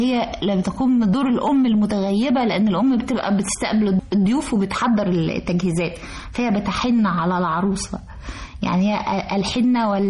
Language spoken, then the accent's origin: Arabic; Egypt; والسودان كلها بقت عندنا في مصر